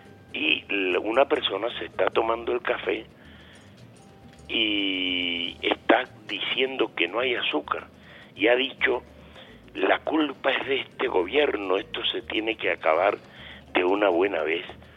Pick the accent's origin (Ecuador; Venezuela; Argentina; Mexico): Venezuela